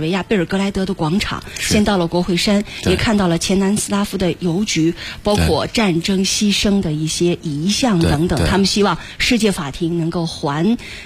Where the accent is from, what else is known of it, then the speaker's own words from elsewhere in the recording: Beijing, China; 我们北京人